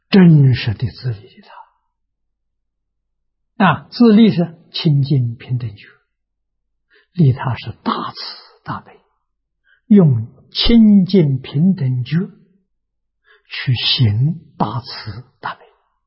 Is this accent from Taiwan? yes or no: no; China; 我们中国人是成见